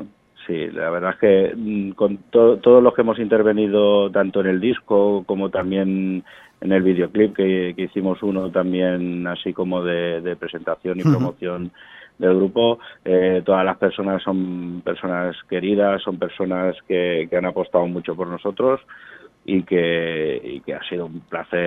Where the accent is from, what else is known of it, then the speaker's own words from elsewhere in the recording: Vila-seca, Catalonia, Spain; Nosotros somos de Vilaseca, de aquí a poquitos kilómetros de Tarragona